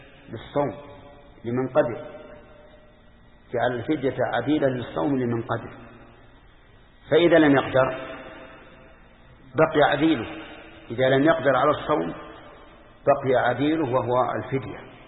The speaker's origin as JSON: {"language": "Arabic", "region": "Al-Qassim", "country": "Saudi Arabia", "said": "خمس الصاع الحالي عندنا في القصيم"}